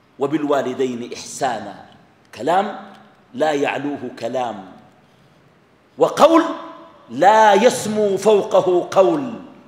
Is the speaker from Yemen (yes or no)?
no; Sudan; الغربيين ما شافوا الناس اللي بيحججوا أماتهم عندنا في السودان